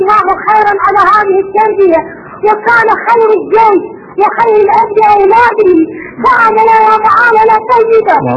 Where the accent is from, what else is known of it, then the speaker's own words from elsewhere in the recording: Iraq; اسمعني يا شيخنا. أنا من العراق.